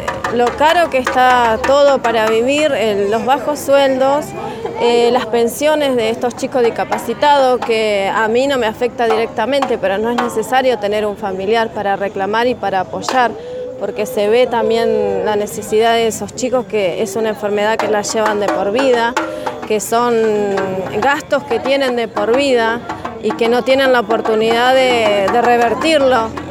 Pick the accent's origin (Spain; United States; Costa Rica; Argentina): Argentina; San Lorenzo, Santa Fe; soy de la CCC de acá de San Lorenzo.